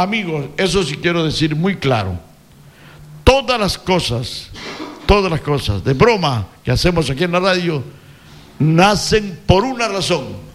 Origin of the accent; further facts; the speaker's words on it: Ecuador; Somos ecuatorianos